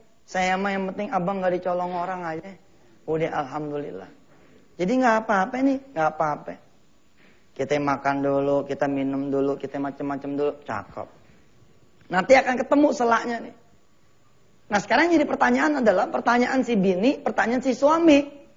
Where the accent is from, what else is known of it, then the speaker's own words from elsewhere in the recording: Jakarta, Indonesia; Takziman nih kalau kita orang Betawi punya nih